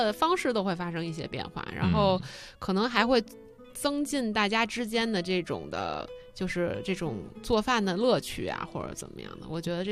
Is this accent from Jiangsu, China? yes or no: no; Beijing, China; 我在北边，其实在亚运村从小就住在那儿